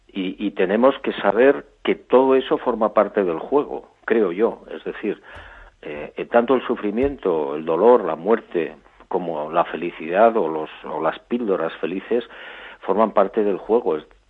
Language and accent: Spanish; Barbate, Andalusia, Spain; ya estoy planteando seriamente la posibilidad de regresar a mi pueblo, a Barbate, a mi playa